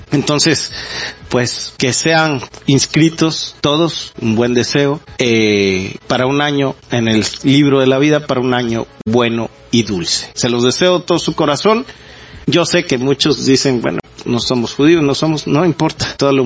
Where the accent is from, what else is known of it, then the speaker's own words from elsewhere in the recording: Mexico; toda esta desvinculación que tenemos entre nosotros como sociedad mexicana